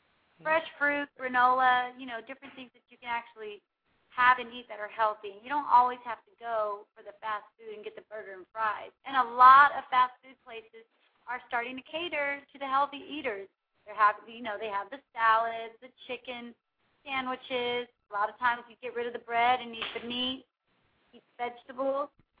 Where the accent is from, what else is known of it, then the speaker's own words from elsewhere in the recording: Houston, Texas, United States; and they are going to be in Houston, Texas, my hometown.